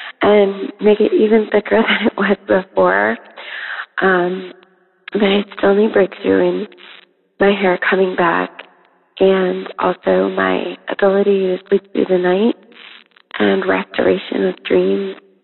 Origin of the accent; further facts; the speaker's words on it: Los Angeles, California, United States; I'm from Los Angeles.